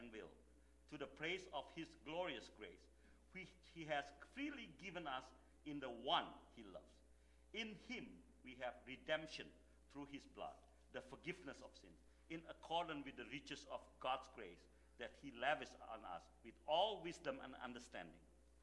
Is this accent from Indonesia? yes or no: yes; Jakarta, Indonesia; English is a second language; When I grew up in Indonesia, I was never thought that I would become a Christian, because I live in Jakarta